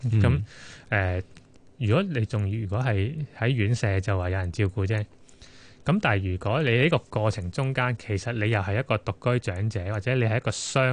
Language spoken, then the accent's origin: Cantonese; Hong Kong; 我哋香港人係全世界最長命嘅、最長壽嘅地區啦。